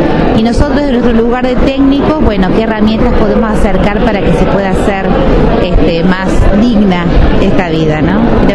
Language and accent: Spanish; Córdoba, Argentina; now in Uruguay; yo vengo de Argentina, de Córdoba, y eso es más usual en aquellos lados, ¿no?